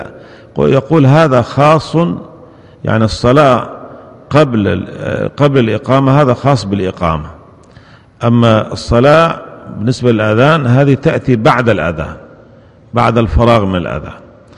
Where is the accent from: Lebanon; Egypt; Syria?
Syria; عندنا في سوريا يقولون هذا